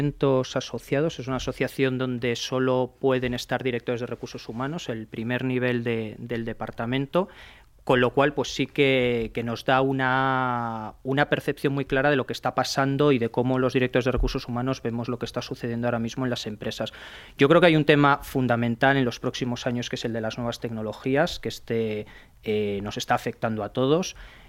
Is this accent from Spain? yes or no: yes; Spain; como los españoles, quizá porque somos más apasionados, somos más entregados